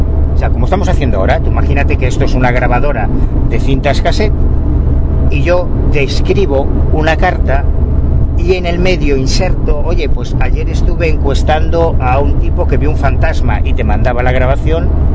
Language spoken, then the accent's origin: Spanish; Galicia, Spain; accent: Galician; Yo tengo un acento gallego, Dios mío de mi vida.